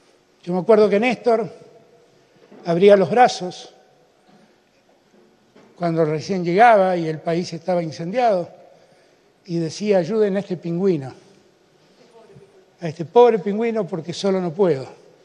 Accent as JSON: {"language": "Spanish", "region": "Buenos Aires", "country": "Argentina", "said": "O que soy porteño, tal vez, tal vez."}